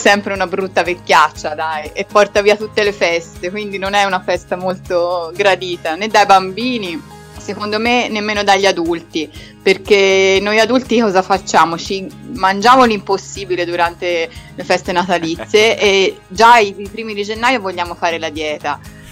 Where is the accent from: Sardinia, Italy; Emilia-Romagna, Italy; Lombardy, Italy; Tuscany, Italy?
Tuscany, Italy; Florence; Quindi io da fiorentina non ho mai apprezzato molto il carnevale, perché non c'è una gran tradizione.